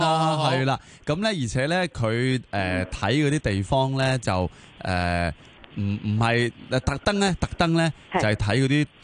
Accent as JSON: {"language": "Cantonese", "country": "Hong Kong", "said": "我哋香港人好鍾意就要攞、幾百萬俾首期要做咩啊？"}